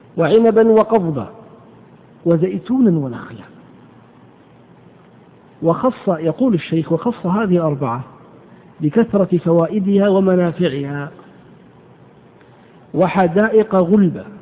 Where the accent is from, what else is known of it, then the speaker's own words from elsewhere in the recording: Hejaz, Saudi Arabia; والقت هو العلف الذي يسمى عندنا في الحجاز بالبرسيم